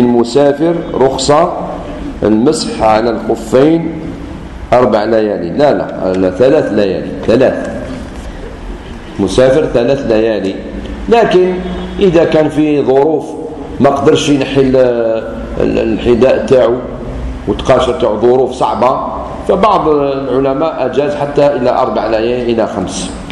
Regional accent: Algeria; عاشوراء عندنا في الجزائر في هذه السنة يوم السبت

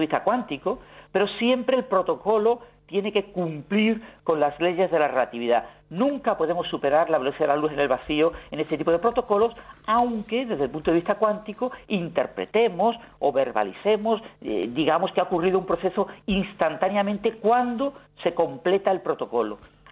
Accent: Spain; yo creo que como español debemos estar orgullosos

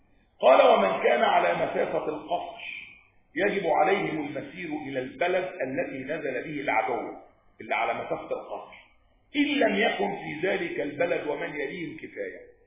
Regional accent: Egypt; أقرب الحروب التي حدث فيها جهاد الدفع في بلدنا مصر

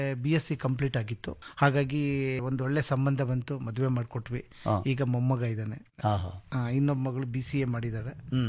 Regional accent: Yaliyur, Karnataka, India; ನಾನು ದೇವನಹಳ್ಳಿ ತಾಲೂಕು ಯಲಿಯೂರು ಗ್ರಾಮದಿಂದ ಬಂದಿದ್ದೀನಿ ಸರ್.

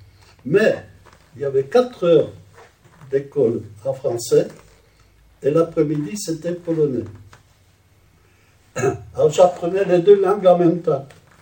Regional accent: Roche-la-Molière, Auvergne-Rhône-Alpes, France; Ma mère, elle est venue avec ses parents et un frère. Ils sont venus à Roche-la-Molière, et là, ils ont fait connaissance, ils sont mariés, et moi, je suis né en France.

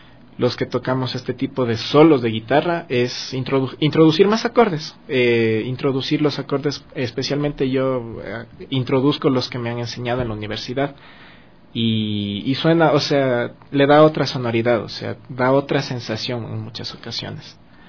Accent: Ecuador; recordar que somos ecuatorianos principalmente, que pienso que es lo principal, que somos latinoamericanos, que somos ecuatorianos, y que de ahí venimos

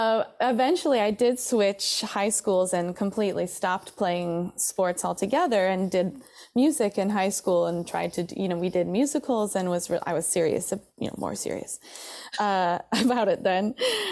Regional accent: Traverse City, Michigan, United States; Oh, I grew up in Northern Michigan, a small town called Traverse City.

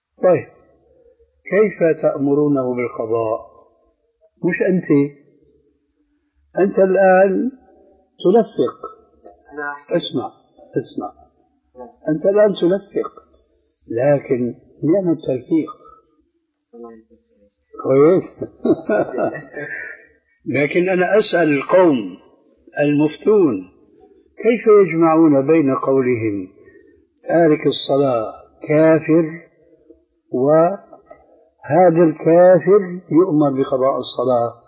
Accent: Syria; كما يقولون أيضا عندنا في سوريا بصوت أحمدي يعني واسع في حرية كاملة

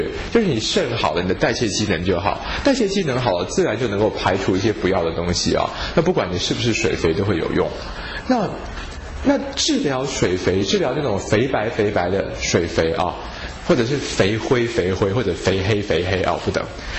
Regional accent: Taiwan; 那我们台湾人也是好像不太会走路的

